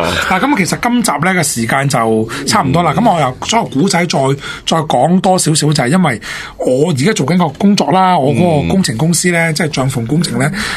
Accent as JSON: {"language": "Cantonese", "country": "Hong Kong", "tie": "born there", "said": "我哋香港出世嗰啲咧"}